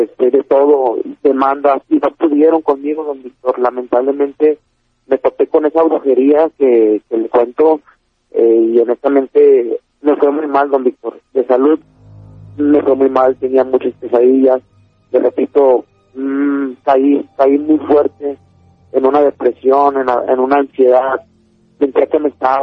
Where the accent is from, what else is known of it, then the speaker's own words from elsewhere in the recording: Monterrey, Nuevo León, Mexico; Yo soy de Monterrey.